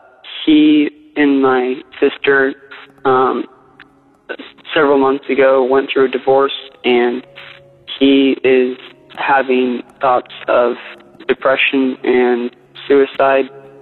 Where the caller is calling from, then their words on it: Indiana, United States; I'm calling from Indiana.